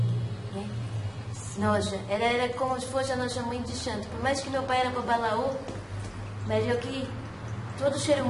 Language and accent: Portuguese; Minas Gerais, Brazil; born there; Mas era ali em Minas, né? A gente era tudo mineiro. Eu nasci também em Minas. Meus pais não, mas eu nasci em Minas.